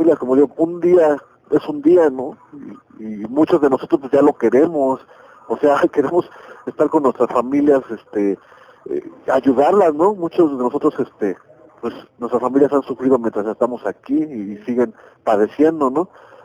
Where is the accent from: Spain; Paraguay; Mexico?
Mexico; lo que nos hace falta como mexicanos pues es valor